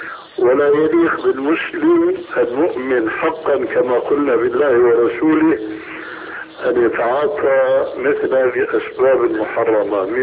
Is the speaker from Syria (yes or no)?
yes; Syria; هي كما يقولون عندنا في سوريا